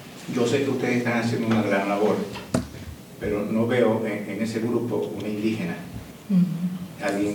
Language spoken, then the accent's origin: Spanish; Venezuela; yo vengo de Venezuela, conozco algo de indígena un poquito